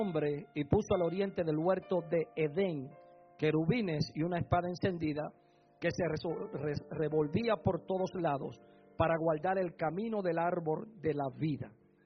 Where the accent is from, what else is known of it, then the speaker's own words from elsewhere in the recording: Puerto Rico; Como puertorriqueño, al fin, me gusta el bullicio.